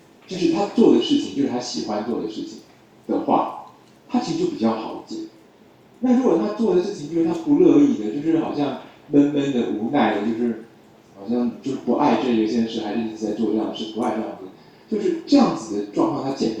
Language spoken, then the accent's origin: Chinese; Taiwan; 我们台湾这边啊